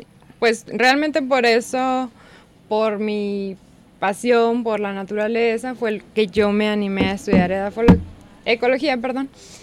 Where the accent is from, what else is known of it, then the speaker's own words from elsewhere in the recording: Sonora, Mexico; no estoy orgullosa de decir que soy de Sonora